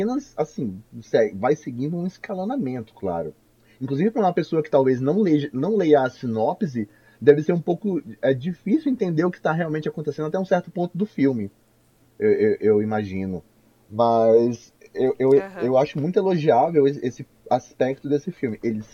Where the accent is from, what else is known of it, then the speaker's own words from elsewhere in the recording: Amazon, Brazil; como amazônida que sou, eu sempre esqueço que peixe-boi é um bicho que tem no mar também